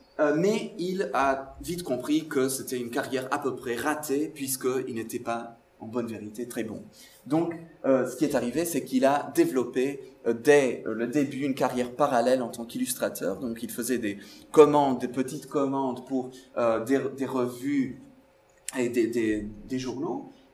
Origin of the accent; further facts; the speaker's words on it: Portugal; French is a second language; C'est quand même drôle d'être un portugais qui parle de personnages belges en Belgique.